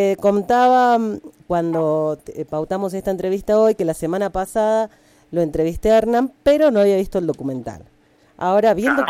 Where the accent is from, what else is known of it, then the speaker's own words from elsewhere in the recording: Buenos Aires, Argentina; yo soy de Buenos Aires, pero del interior, del sur de la provincia, más un pueblito de ahí del campo, digamos.